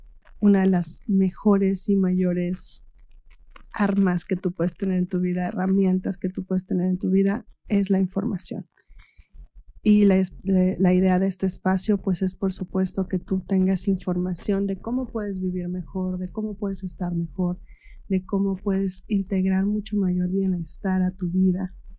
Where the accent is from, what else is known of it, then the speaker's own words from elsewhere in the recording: Amecameca, State of Mexico, Mexico; moved away; regresé a Meca, porque yo me fui de aquí de Mecameca por 30 años más o menos.